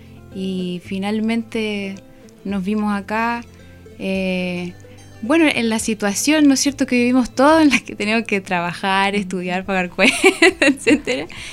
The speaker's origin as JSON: {"language": "Spanish", "town": "Santiago", "region": "Santiago Metropolitan Region", "country": "Chile", "tie": "born or raised there", "said": "Nosotros somos de Santiago, igual, que es un territorio donde también, por situaciones, ¿no es cierto?, históricas, sociales, también llegó inmigración de distintos lados."}